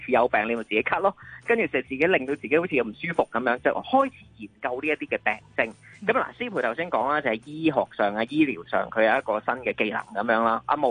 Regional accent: Kwai Chung, Hong Kong; 我係葵涌人啊嘛，我身處喺葵涌呢個咧石蔭嘅位置咧

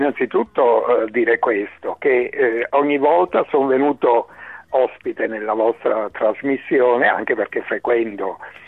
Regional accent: Cava de' Tirreni, Campania, Italy; now in Bergamo, Italy; essendo salernitano di Cava dei Tirreni, avendo frequentato Napoli anche per motivi di studio, l'Università di Napoli

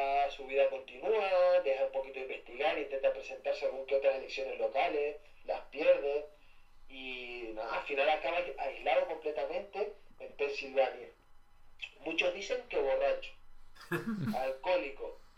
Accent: Spain; porque somos españoles.

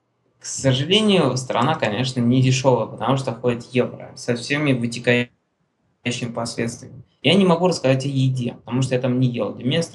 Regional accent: Russia; я говорю, товарищ, я говорю, я из России.

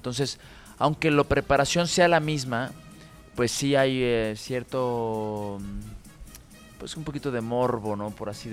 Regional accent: Mexico; como yo, como mexicano, como casi de queretano de adopción

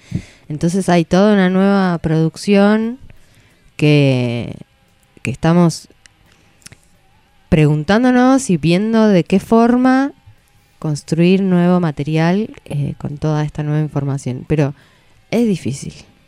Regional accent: Bolivia; Yo me crié en Bolivia yendo a escuelas privadas

